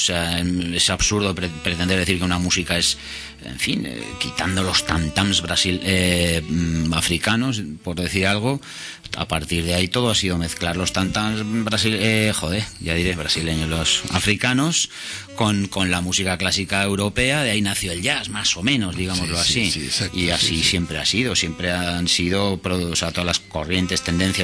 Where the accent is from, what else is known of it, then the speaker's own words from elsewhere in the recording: Basque Country, Spain; yo es evidente que soy vasco.